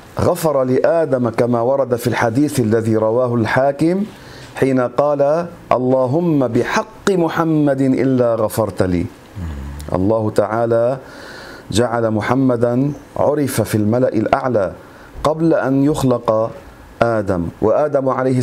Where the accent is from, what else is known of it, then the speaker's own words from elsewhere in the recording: Lebanon; واحد كان يقال له عندنا في لبنان من الزعران